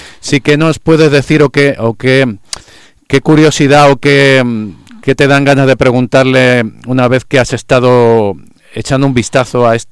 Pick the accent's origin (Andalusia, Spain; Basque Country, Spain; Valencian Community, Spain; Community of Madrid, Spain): Community of Madrid, Spain; Madrid; Yo, por ejemplo, soy de San Blas